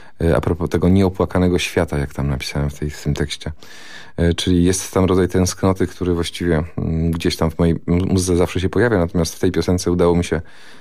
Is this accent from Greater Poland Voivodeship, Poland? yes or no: yes; Greater Poland Voivodeship, Poland; Ale mentalnie chyba jestem taką mieszanką rozmaitych rzeczy, czyli urodziłem się i wychowałem mentalnie w Wielkopolsce